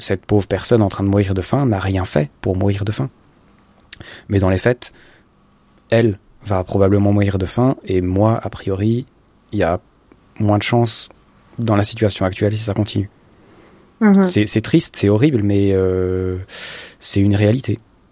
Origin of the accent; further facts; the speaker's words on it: Switzerland; moi, je me rappelle toujours quand j'étais petit, en Suisse, je viens d'une ville, mais qui serait appelée un village, peut-être, hein, de 14 000 habitants